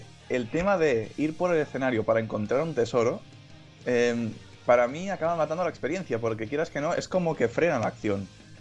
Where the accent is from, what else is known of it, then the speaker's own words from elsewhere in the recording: Catalonia, Spain; No, pero es que soy catalán, ¿qué te esperas?